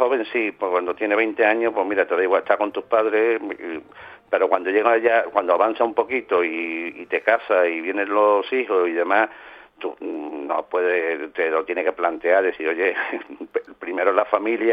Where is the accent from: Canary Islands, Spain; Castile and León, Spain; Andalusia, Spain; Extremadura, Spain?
Andalusia, Spain; Seville; born there; now in San Fernando, Spain; Yo llevo ya casi 40 años en San Fernando, en Cádiz. O sea, nací en Sevilla, pero digamos que mi corazón está dividido entre Cádiz y Sevilla.